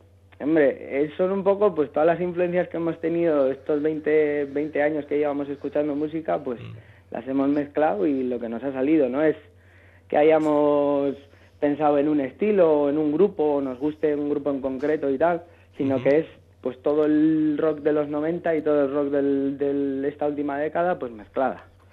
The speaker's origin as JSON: {"language": "Spanish", "town": "Bilbao", "region": "Basque Country", "country": "Spain", "moved": "yes", "lives_now": "Madrid, Spain", "said": "Y yo vengo de Bilbao, ¿no? Entonces nos juntamos en Madrid, pues por casualidad. Yo estaba buscando bandas, llevaba como 6-7 meses por aquí"}